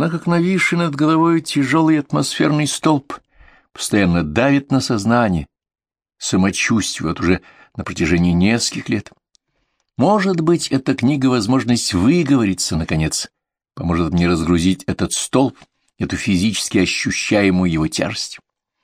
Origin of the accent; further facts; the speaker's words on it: Moscow, Russia; born there; Я сам по национальности украинец. Родился, живу в Москве. Корни и здесь, и там, как и родные в России и на Украине.